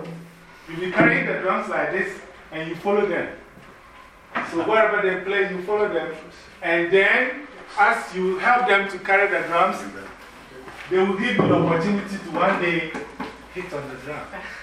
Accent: Ghana; now in New York, United States; I'm from New York by way of Ghana, West Africa.

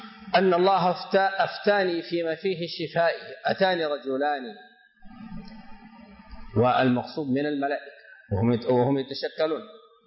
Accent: Sudan; عندنا في السودان أعرف أشخاصا بأسمائهم أصيبوا بالسحر

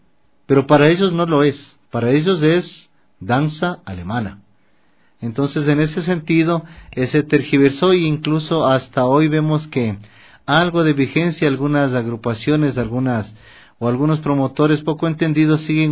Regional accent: Quito, Pichincha, Ecuador; Yo soy un ser urbano, como te decíamos desde este espacio, somos urbanos, somos quiteños, ecuatorianos

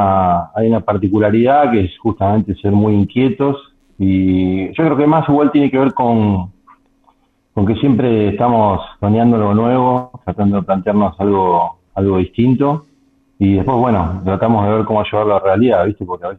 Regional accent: Argentina; now in Lomas de Zamora, Argentina; Yo soy oriundo de la ciudad de Aedo, pero unos 20 días antes de la pandemia me vine para Lomas de Zamora y bueno, quedé acá.

